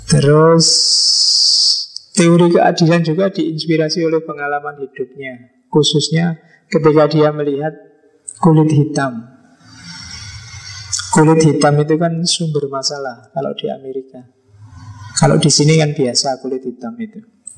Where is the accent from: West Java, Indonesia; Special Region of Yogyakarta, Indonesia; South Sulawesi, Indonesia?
Special Region of Yogyakarta, Indonesia; Yogyakarta; Saya orang Jogja, Jawa Tengah, kalau bilang su gitu kan, seolah-olah akrab sekali.